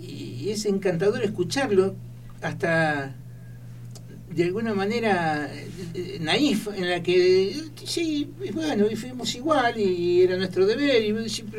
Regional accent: Argentina; Y es que sí, somos argentinos.

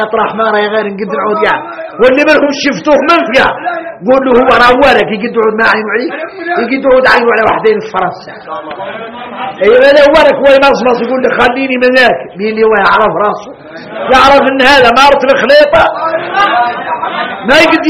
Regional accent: Mauritania; انا موريتاني

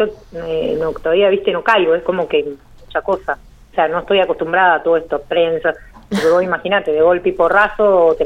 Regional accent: Lamarque, Río Negro, Argentina; born there; now in Guatraché, Argentina; En realidad, hace 7 años que vivo acá en Huatrache. Uh-huh. Yo soy nacida en La Marque, Río Negro.

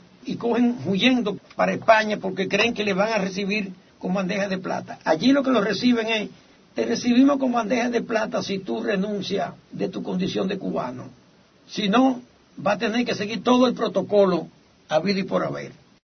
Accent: Dominican Republic; nosotros somos un mestizaje, nosotros somos la expresión más acabada del mestizaje en América, quizás somos la República Dominicana, los dominicanos, y que nos diferenciamos aún siendo dentro del abanico amplio de la raza negro, pero no somos haitianos.

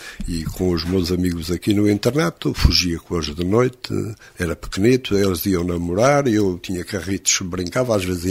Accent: Coimbra, Centro, Portugal; Eu fui criado em Coimbra, depois aqui com o internato.

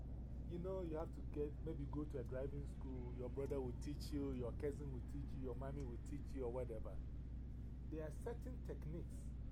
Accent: Ghana; I'm from Ghana, West Africa.

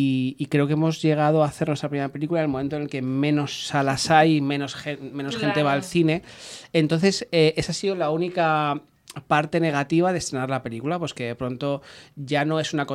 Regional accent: Pinto, Community of Madrid, Spain; porque yo soy de Pinto

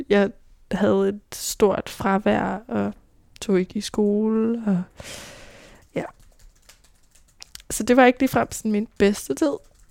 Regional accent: Roskilde, Zealand, Denmark; Født i Roskilde med en mor, en far og en storbror. En stille og rolig opvækst

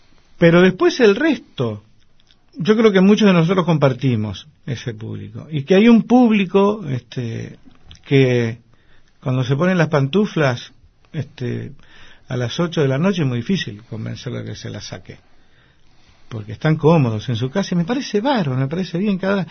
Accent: Paso del Rey, Buenos Aires Province, Argentina; Soy un pibe de Paso del Rey, porque no puedo decir que tengo recuerdos especiales de Montserrat, pero sí los tengo de Paso del Rey.

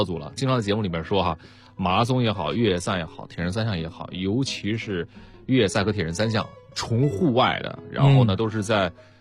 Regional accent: Beijing, China; 我们生活成长在北京的一种热爱

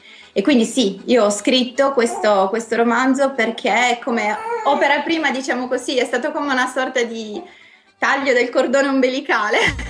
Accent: Sardinia, Italy; credo che sia proprio della mia terra, ma anche delle zone interne, delle zone più montuose, è una cosa tipica insomma della Sardegna.

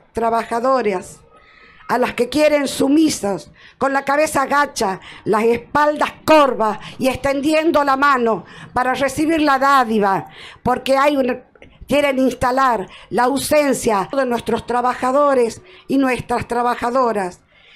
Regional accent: Tucumán, Argentina; vengo desde Tucumán, de ese pueblito provinciano, pero fuerte y aguerrido

